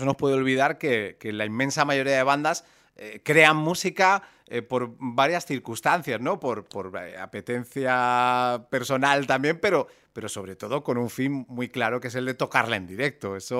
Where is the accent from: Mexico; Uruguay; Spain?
Spain; Murcia, Region of Murcia; El hecho de que yo sea de Murcia también, obviamente, pues hace que yo reconozca también el nombre de la banda.